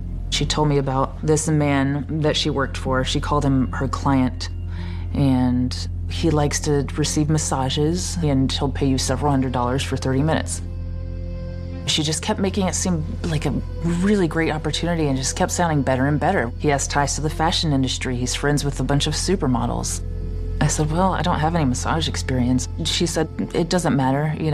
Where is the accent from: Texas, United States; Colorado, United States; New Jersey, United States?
Texas, United States; He asked me where I was from. I told him I was from Texas